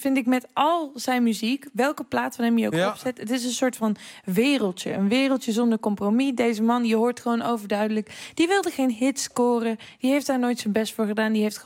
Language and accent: Dutch; Aalst, Gelderland, Netherlands; De plek waar ik ben opgegroeid, Aalst, Gelderland.